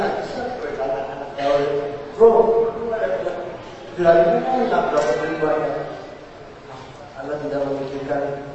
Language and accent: Indonesian; Jakarta, Indonesia; born there; dari Jakarta … Saya ini lahir di Jakarta. Di Jakarta sekarang umur saya 26.